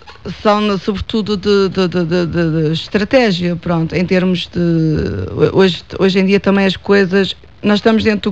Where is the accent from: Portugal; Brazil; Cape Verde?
Portugal; Manteigas, Centro; Eu sou de Manteigas, mas sinto-me como se fosse de Oliveira do Hospital.